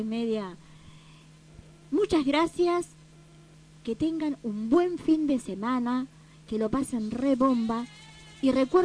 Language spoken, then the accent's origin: Spanish; Argentina; Lo digo como argentina, lo digo como latinoamericana, lo digo como mujer.